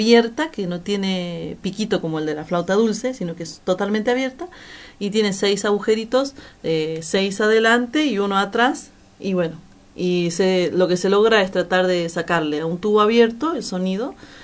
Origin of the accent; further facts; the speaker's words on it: Iruya, Salta, Argentina; No, yo soy de Finca Santiago de Iruya, que es en la provincia de Salta.